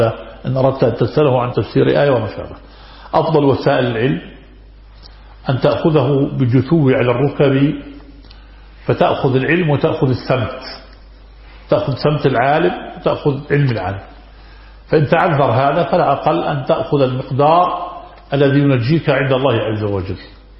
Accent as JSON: {"language": "Arabic", "town": "Haifa", "country": "Palestine", "said": "نحن من فلسطين المحتلة الجريحة"}